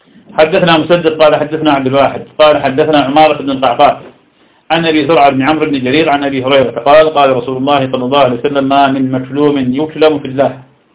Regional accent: Iraq; يقال سم في مدينتي في العراق، لا يطلقون على السم إلا بفتح السين سم

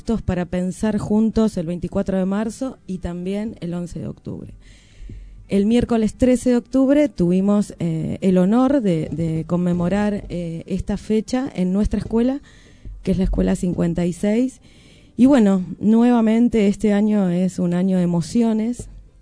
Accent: Argentina; con las contradicciones que tiene esta fecha para nosotros como argentinos

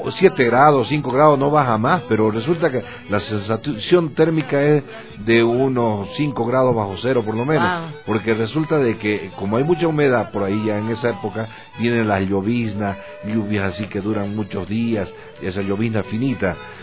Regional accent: Tarija, Bolivia; now in Argentina; Vengo de el Chaco boliviano. El gran Chaco boliviano está en la frontera con Argentina y Paraguay. Pertenece al departamento de Tarija, lo que acá le llamamos provincia, allá se llama departamento. Entonces, el Gran Chaco es un lugar cálido

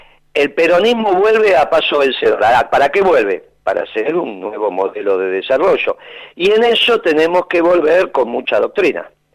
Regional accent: Buenos Aires, Argentina; Ah, bueno, pero es que yo soy porteño.

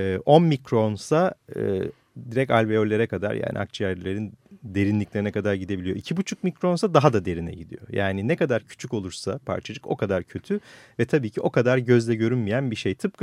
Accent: Istanbul, Turkey; Ben de oralıyım aslında. Yani doğma büyüme tam o civardanım Acıbadem.

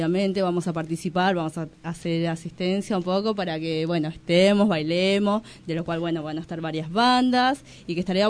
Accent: Bolivia; yo soy boliviana

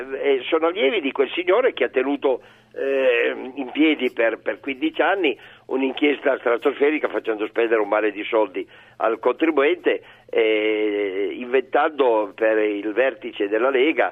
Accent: Turin, Piedmont, Italy; io sono di Torino

